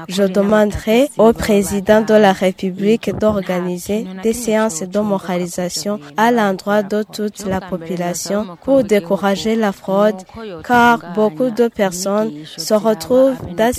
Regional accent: Kayanza, Burundi; Chez nous à Kayanza, la fraude est monnaie courante

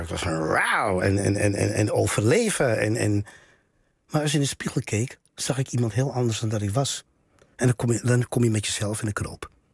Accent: Netherlands; also born or lived in Paramaribo, Suriname; Kijk, ik ben hier niet geboren, maar wel getogen. Voel ik me Surinaams? Nee, want ik woon daar niet. Ik ben van Surinaamse afkomst, maar ik kan me niet Suriname voelen als ik daar niet woon.

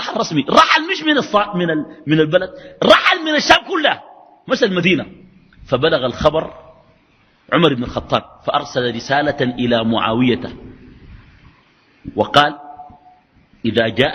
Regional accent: Sudan; وعندنا في السودان من يفعله ليس للأنبياء

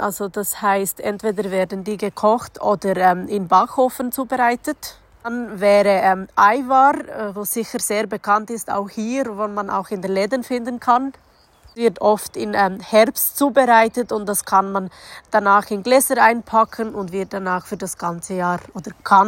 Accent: North Macedonia; Ich komme aus Mazedonien.

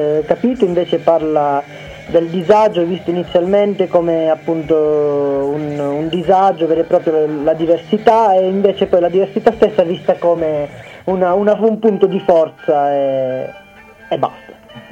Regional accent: Sicily, Italy; noi siamo siciliani come voi.

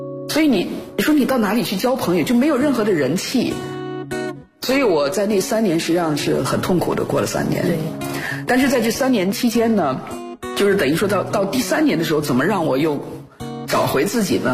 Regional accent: China; moved away as an adult; 当他们听说呢我是从中国来的

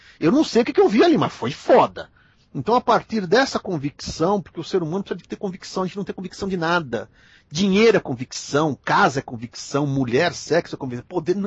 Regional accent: Minas Gerais, Brazil; Mineirinho, mineiro que também sou mineiro, mineirinho

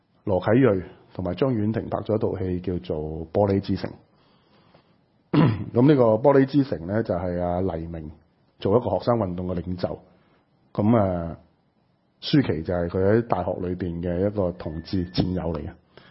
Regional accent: Hong Kong; 因為佢俾到我哋香港人睇到個希望

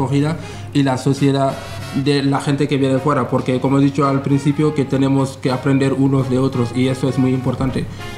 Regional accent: Senegal; now in Spain; soy de Senegal, que llevo en España ahora, este año van a ser 13 años desde que estoy aquí.

